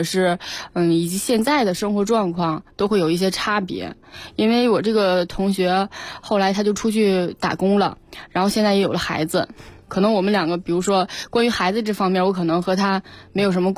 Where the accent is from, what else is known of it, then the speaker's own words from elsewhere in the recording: Northeast China, China; 因为我们家是东北的，